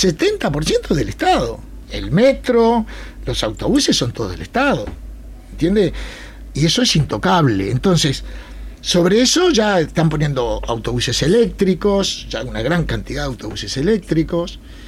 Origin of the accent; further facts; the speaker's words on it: Uruguay; now in Granada, Spain; Yo vuelvo a Granada. A ver, yo soy uruguayo. Yo tengo residencia permanente en España.